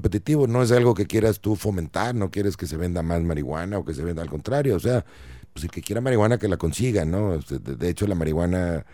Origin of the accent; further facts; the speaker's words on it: Mexico; Cada uno de nosotros como mexicanos debemos de tomar decisiones